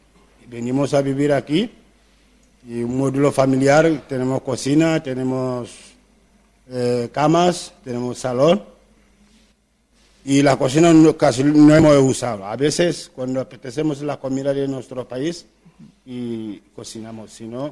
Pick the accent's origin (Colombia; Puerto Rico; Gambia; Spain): Gambia; Spanish is a second language; de Gambia.